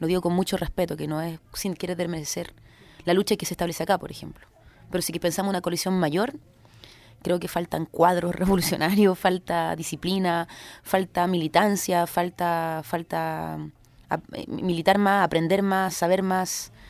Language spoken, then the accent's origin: Spanish; Chile; a mí misma me cuesta entenderlo, como siendo chilena